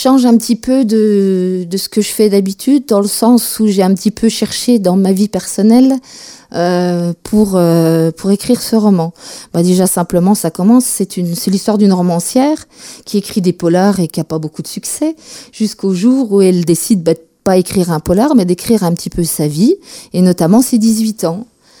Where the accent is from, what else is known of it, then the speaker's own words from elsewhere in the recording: Mirecourt, Grand Est, France; parents sont partis travailler dans les Vosges, donc on s'est installé rapidement dans les Vosges. J'ai grandi à Mirecourt, capitale de la lutherie, voilà.